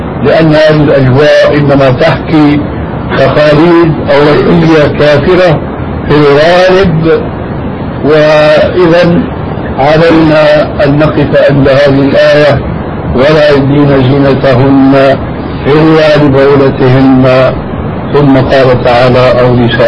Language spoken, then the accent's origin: Arabic; Syria; لأني حديث عهد للبلاد، لكن عندنا في سوريا وفي مصر حدث ولا حرج